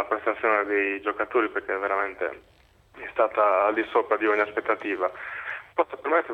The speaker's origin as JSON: {"language": "Italian", "region": "Sardinia", "country": "Italy", "said": "io sono sardo e quindi probabilmente sono un po' di parte"}